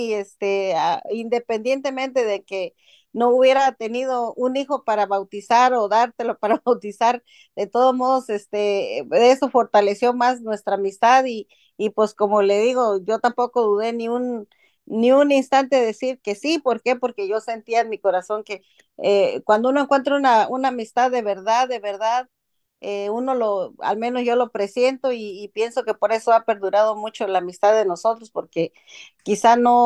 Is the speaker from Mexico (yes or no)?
yes; Guerrero, Mexico; soy de Guerrero, México.